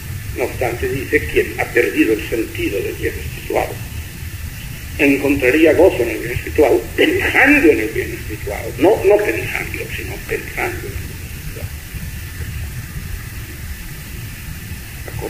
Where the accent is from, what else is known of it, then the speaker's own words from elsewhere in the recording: Catalonia, Spain; first language Catalan; Spanish is a second language; hablo en mi lengua catalana, solo me satisface a mí mismo y a mis coterráneos